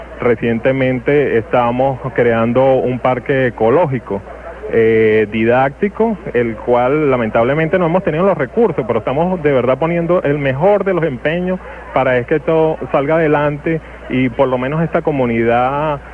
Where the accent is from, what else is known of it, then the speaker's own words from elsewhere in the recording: Catia La Mar, Vargas, Venezuela; yo vengo de Catia la Mar, exactamente de Marapa, el PH.